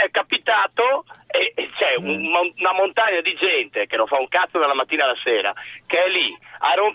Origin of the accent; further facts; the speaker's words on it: Padua, Veneto, Italy; io sono di Padova